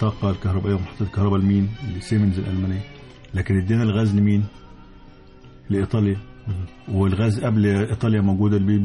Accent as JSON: {"language": "Arabic", "country": "Egypt", "said": "زي ما كان بيحصل عندنا في مصر"}